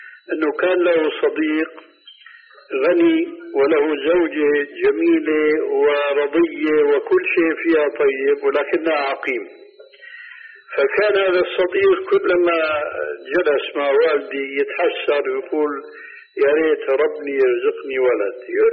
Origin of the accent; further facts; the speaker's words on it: Syria; كما يقولون عندنا في سوريا